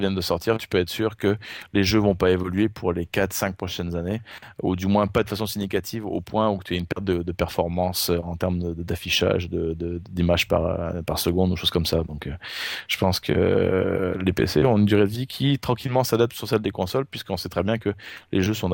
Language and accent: French; France; now in Canada; je viens de France. Ça fait 20 ans que je suis au Québec maintenant, donc j'ai ma citoyenneté depuis maintenant plus d'une dizaine d'années.